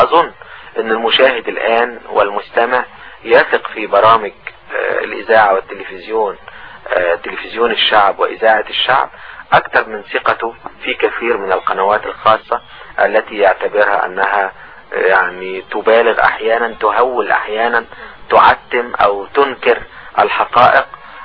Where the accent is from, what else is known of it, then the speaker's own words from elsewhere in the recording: Egypt; لاننا كلنا كمصريين على قدم المساواة،